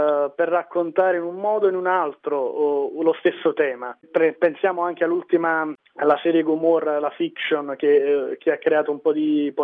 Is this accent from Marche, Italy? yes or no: no; Naples, Campania, Italy; sono cresciuto a Scampia